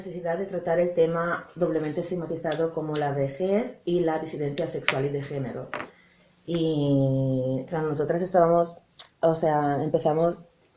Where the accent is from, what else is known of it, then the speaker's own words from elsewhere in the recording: Italy; Spanish is a second language; now in Berlin, Germany; de mi raíz, o sea, vengo de Italia y de Sud Europa y es muy diferente